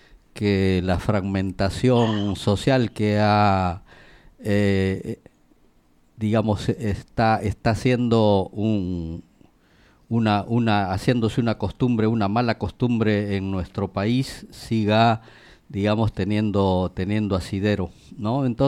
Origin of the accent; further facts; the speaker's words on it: Peru; now in Argentina; nosotros somos ciudadanos peruanos que hace años que estamos aquí en la Argentina.